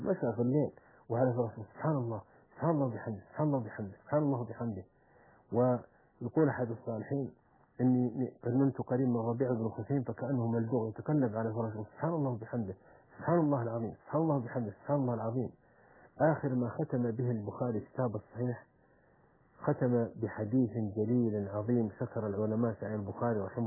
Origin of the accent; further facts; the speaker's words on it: Saudi Arabia; عندنا في السعودية